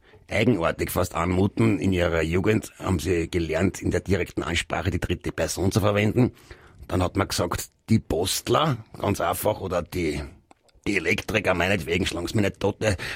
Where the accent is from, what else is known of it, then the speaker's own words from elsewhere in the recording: Graz, Styria, Austria; born there; moved away as an adult; now in Vienna, Austria; Ich bin gebürtiger Grazer, bin als junger Mann nach Wien gekommen und habe Post studiert.